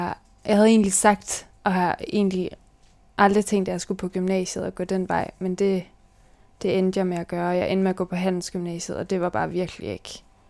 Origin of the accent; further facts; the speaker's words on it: Vejle, Region of Southern Denmark, Denmark; also born or lived in Nuuk, Greenland; så flyttede mine forældre og mig til Danmark. Og så er jeg vokset op i Vejle og har to mindre søskende.